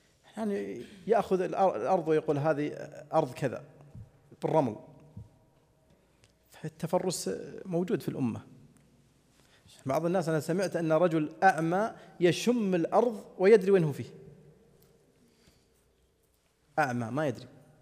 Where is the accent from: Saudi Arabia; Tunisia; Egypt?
Saudi Arabia; عندنا في السعودية الأحساء